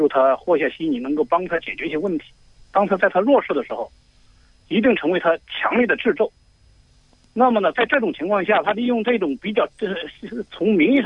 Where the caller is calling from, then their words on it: Hunan, China; 我是湖南的。